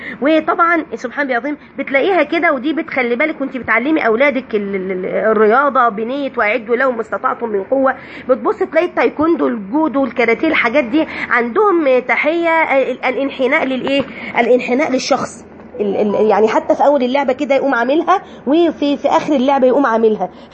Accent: Egypt; حاجة عندنا احنا كده كمصريين منتشرة

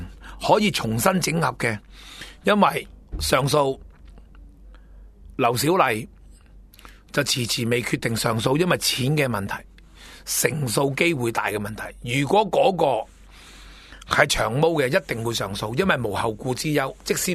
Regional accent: China; 我都系承认我系中国人

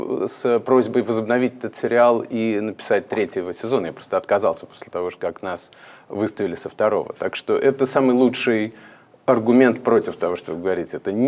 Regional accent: Riga, Latvia; moved away; когда я после очень долгого отсутствия прибыл в Ригу, откуда я родом, в 2014 году

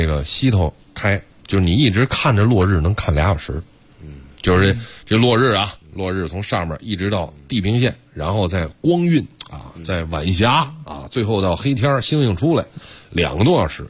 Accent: Beijing, China; 证明咱都是北京的。

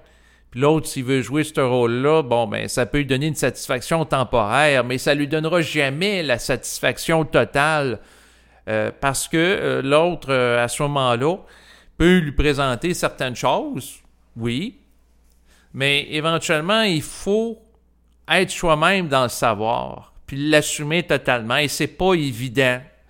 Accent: Quebec, Canada; Et en tant que Québécois, j'ai grandi au Québec et j'ai été exposé au langage de pouvoir des Québécois, donc les jurons.

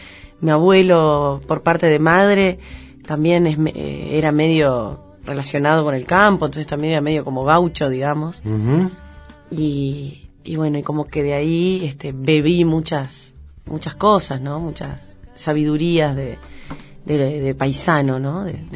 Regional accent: Paysandú, Uruguay; also born or lived in Montevideo; Nací en Montevideo, pero al día siguiente ya estaba en Paysandú. Viví toda mi infancia ahí en Paysandú. Se podría decir que nací en Paysandú, es lo mismo. Y sí, me crié muy cerca del río, Uruguay. Me crié mucho, estuve mucho en el campo.

